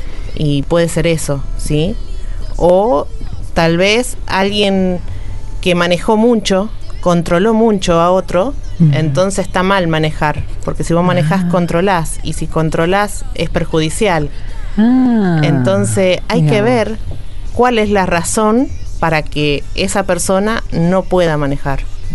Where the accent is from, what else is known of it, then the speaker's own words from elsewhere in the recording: San Juan, Argentina; estaría muy bueno que lo lleven a San Juan, porque yo soy de San Juan.